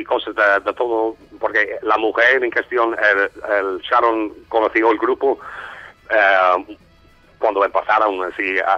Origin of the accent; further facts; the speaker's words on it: Ireland; Spanish is a second language; Soy irlandés. Pasé 3 años en España, años atrás.